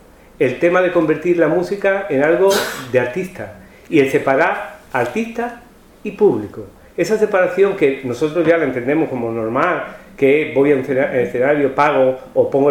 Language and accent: Spanish; Huelva, Andalusia, Spain; moved away as an adult; now in Seville, Spain; cuando yo me vine de Huelva a estudiar a Sevilla